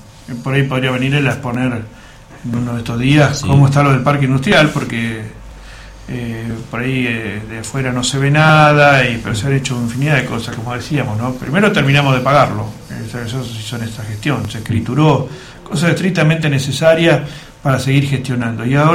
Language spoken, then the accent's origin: Spanish; Alvear, Argentina; yo durante muchos años estuve viviendo fuera de Alvear y siempre quise mi pueblo.